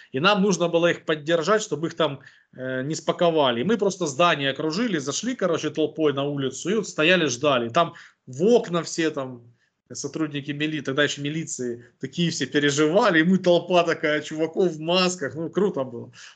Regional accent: Boryspil, Kyiv Oblast, Ukraine; в моем родном городе в Борисполе

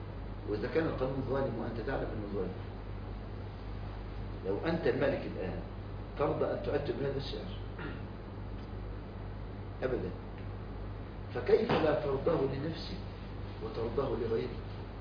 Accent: Egypt; عمل قانون اسمه قوانين الإيجار عندنا في مصر

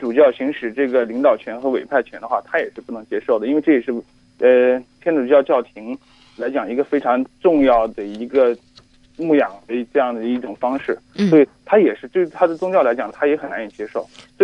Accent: Hong Kong; 我来自香港。

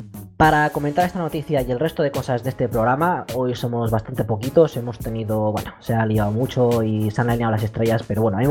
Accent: Mexico; yo mismo puedo atestiguar, siendo mexicano

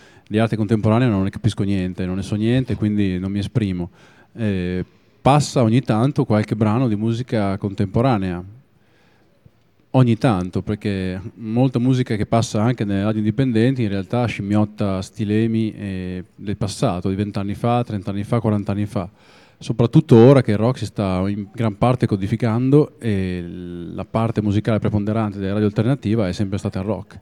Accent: Emilia-Romagna, Italy; ed erano in tutta l'Emilia Romagna. Tutta l'Emilia Romagna, compresa Reggio Emilia, e anche il mio paesino, aveva due radio locali

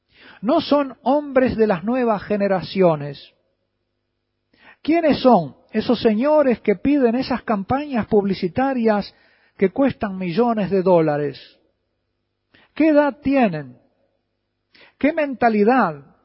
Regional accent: Uruguay; En otro libro titulado Sexo y Amor en el Uruguay, en mi país, de una orientación totalmente laicista

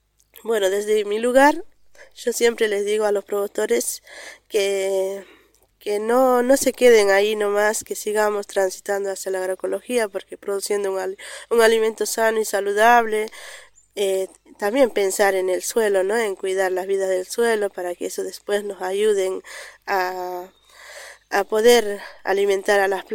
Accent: Río Colorado, Río Negro, Argentina; soy una productora de Río Colorado, Río Negro.

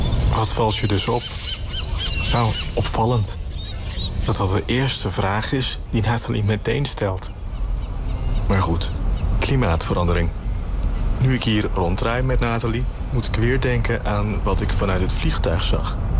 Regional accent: Curaçao; Vroeger, toen ik klein was en op Curaçao woonde, gingen we vaak met familie voor een weekendje naar Bonaire.

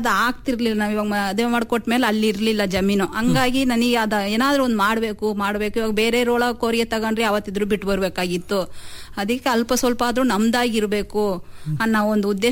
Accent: Adivalla, Karnataka, India; also born or lived in Davanagere; ನಾವು ಹುಟ್ಟಿ ಬೆಳೆದಿದ್ದು ಇಲ್ಲೇ ಹಿರಿಯೂರು ತಾಲೂಕು ಆದಿವಳ್ಳ ಗ್ರಾಮ ಸರ್, ಬೆಳೆದಿದ್ದು ನಾವು. ಆಮೇಲೆ ನನ್ನ ಮದುವೆ ಮಾಡಿಕೊಟ್ಟಿದ್ದು ದಾವಣಗೆರೆಗೆ ಕೊಟ್ಟಿದ್ದು ಸರ್.

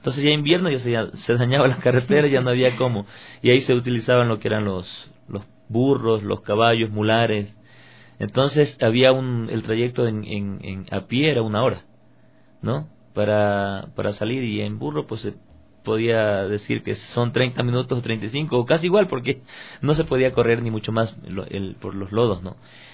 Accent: Tosagua, Manabí, Ecuador; born there; En ese tiempo, en ese sector donde vivía, que se llamaba La Morena, es por Flavio Alfaro, yo nací en Tosagua, Manabí.

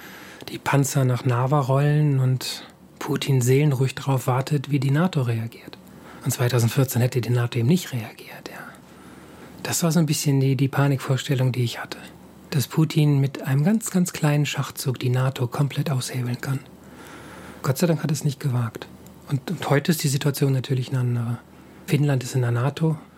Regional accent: Hamburg, Germany; now in Estonia; ich komme aus Hamburg, in Hamburg leben ja sehr viel mehr Menschen als hier in ganz Estland, ne?

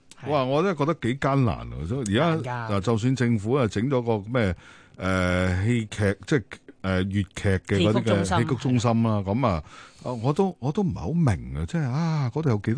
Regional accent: Guangdong, China; 我哋廣東人就唔好識欣賞，但係北方人會去識欣賞呢啲嘢

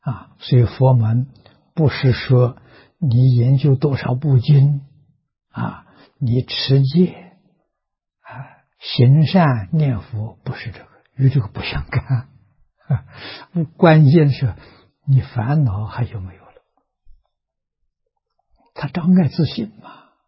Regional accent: China; 所以这两个我们中国人合起来叫成见。

